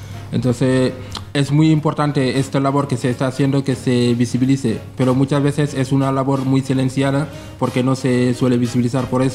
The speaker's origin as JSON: {"language": "Spanish", "country": "Senegal", "moved": "yes", "lives_now": "Spain", "said": "soy de Senegal, que llevo en España ahora, este año van a ser 13 años desde que estoy aquí."}